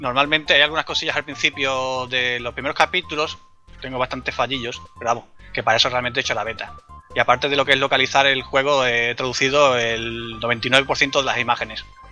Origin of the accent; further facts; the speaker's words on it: Andalusia, Spain; Pues yo soy un andaluz que le encanta todo tipo de videojuegos